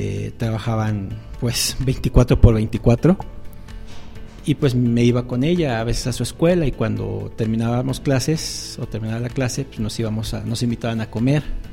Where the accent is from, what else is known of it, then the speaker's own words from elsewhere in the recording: Ixmiquilpan, Hidalgo, Mexico; Yo sí soy de aquí, de Hidalgo. De hecho, soy de Ixmiquilpan, Hidalgo.